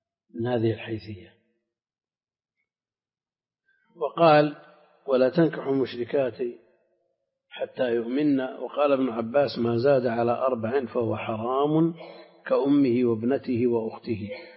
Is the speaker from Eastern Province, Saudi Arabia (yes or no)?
no; Al-Qassim, Saudi Arabia; لا، عندنا في القصيم كثير تزوج اثنتين